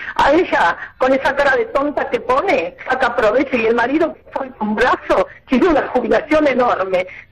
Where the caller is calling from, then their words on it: Buenos Aires, Argentina; de Flores.